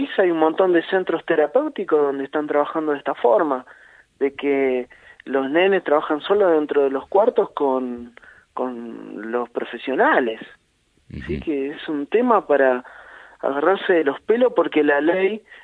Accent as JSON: {"language": "Spanish", "country": "Argentina", "said": "no hay un fallo en el país durante todo nuestra historia como pueblo argentino"}